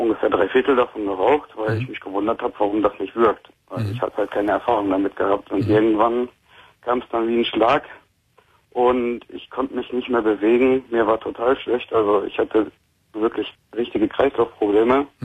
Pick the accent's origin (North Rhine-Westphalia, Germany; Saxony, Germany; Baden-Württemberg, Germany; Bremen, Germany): North Rhine-Westphalia, Germany; Dortmund; also ich muss sagen, ich komme aus Dortmund